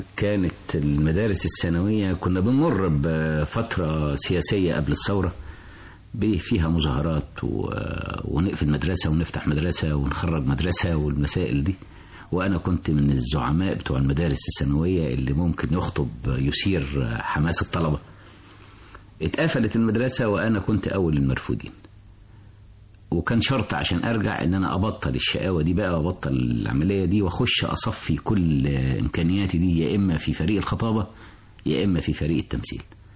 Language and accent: Arabic; Cairo, Cairo Governorate, Egypt; أنا من حي اسمه السكر والليمون، منطقة فم الخليج القريبة من الروضة